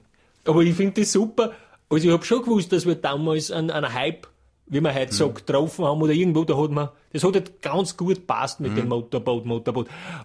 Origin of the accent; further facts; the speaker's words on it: Styria, Austria; ich komme aus der Steiermark, das ist eben ein Bundesland in Österreich.